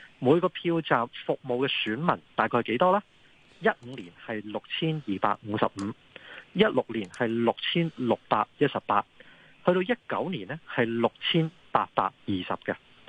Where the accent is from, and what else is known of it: Hong Kong